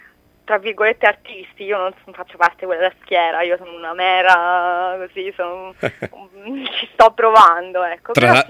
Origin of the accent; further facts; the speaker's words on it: Rome, Lazio, Italy; sono romana, nel senso vivo a Roma, sono nata a Roma, eccetera eccetera, anche se ho origini un po' in tutta Italia.